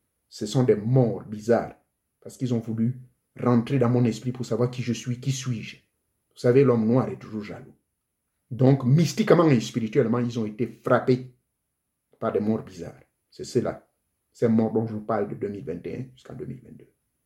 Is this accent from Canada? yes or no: no; Gabon; chez moi au Gabon